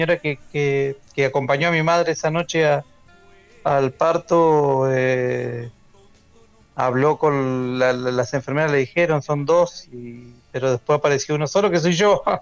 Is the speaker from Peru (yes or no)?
no; San Miguel, Buenos Aires Province, Argentina; born there; nací en San Miguel y no sé por qué te lo conté